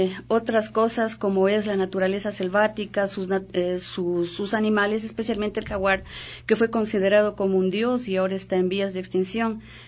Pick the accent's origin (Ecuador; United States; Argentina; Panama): Ecuador; Macas, Morona Santiago; born there; Bueno, yo nací en Macas y realmente no he vivido todo el tiempo ahí, pero creo que los recuerdos quedan intactos cuando en la niñez usted vive intensamente